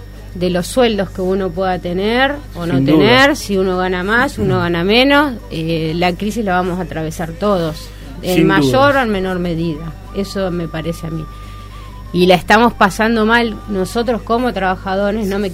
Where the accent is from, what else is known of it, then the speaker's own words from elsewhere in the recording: Argentina; Como argentina, que un presidente que nos, sí, representa a todos los argentinos